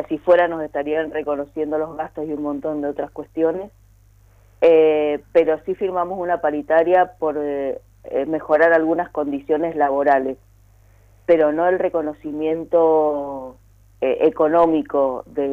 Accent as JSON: {"language": "Spanish", "region": "Mendoza", "country": "Argentina", "said": "tenemos que salir como pueblo mendocino en su conjunto a rechazarla"}